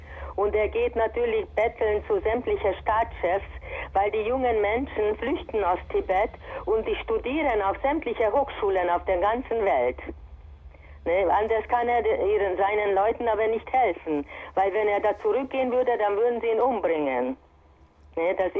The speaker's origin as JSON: {"language": "German", "region": "Transylvania", "country": "Romania", "said": "Ich bin aus Siebenbürgen."}